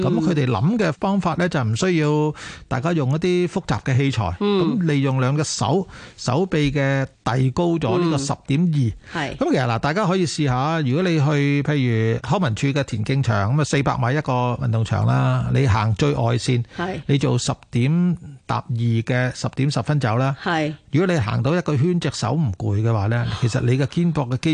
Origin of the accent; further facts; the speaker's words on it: Hong Kong; 疫情之下我哋香港人50肩嘅情况啦，